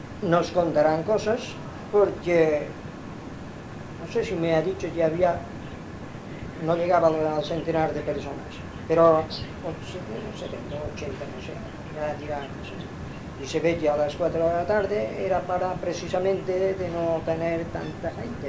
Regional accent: Balearic Islands, Spain; yo soy mallorquina y tal

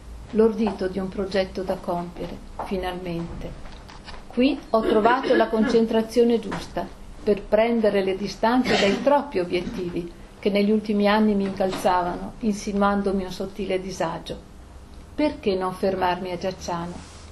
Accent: Trento, Trentino-Alto Adige, Italy; also born or lived in Romagna / Trieste; sono di genitori veneti, sono nata in Romagna, poi vabbè, insomma, siamo con la famiglia andati a Trento, poi io i primi anni di matrimonio li ho passati a Trieste, mio marito è di madre slovena e di padre siciliano, quindi a Trento io vivo benissimo, mi trovo bene, però non mi sento trentina.

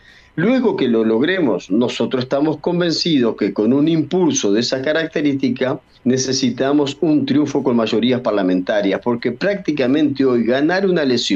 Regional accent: Uruguay; Soy uruguayo y tengo los documentos al día. Si voy a cualquier lugar de Uruguay puedo votar porque ahí está registrada mi credencial.

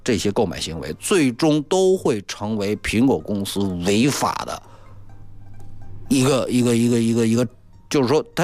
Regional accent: China; 作为中国人，我们首先要知道一个最基本的一个事实

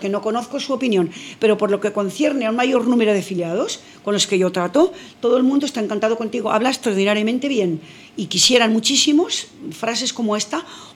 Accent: Burgos, Castile and León, Spain; En Burgos, yo soy de Burgos

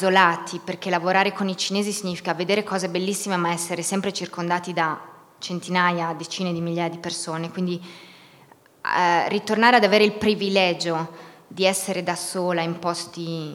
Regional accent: Pieve di Cadore, Veneto, Italy; Io sono nata a Pieve di Cadore, quindi sono nata in montagna, ho avuto l'infanzia dei bambini negli anni 90. Poi ho studiato cinese a Roma, lingue orientali

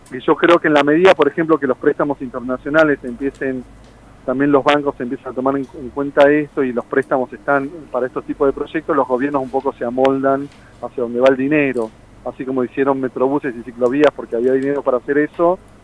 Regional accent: Argentina; La gente cree que tenemos una inercia como argentinos

